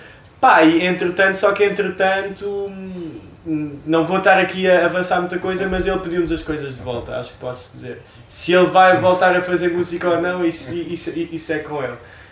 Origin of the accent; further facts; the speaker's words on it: Odivelas, Lisbon, Portugal; Eu sou de Odivelas.